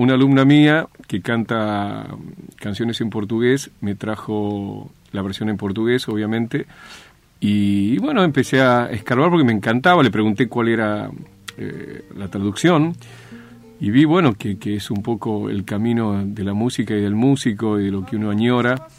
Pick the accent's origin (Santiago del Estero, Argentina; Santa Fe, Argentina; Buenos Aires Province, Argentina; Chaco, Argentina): Santiago del Estero, Argentina; moved away; Yo vine de Santiago del Estero con un bagaje impresionante de canciones folclóricas